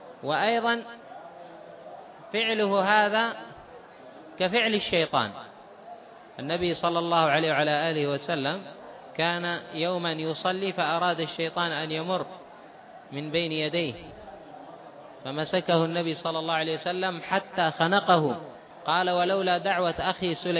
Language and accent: Arabic; Taiz, Taiz Governorate, Yemen; حتى عندنا في تعز.